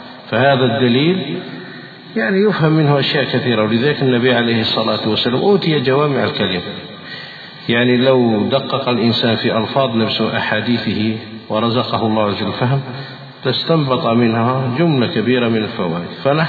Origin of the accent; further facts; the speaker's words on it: Algeria; وهذا يقع عندنا في الجزائر.